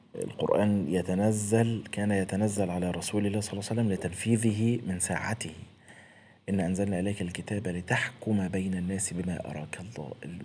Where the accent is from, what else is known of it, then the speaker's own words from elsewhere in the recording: Egypt; احنا عندنا في مصر هنا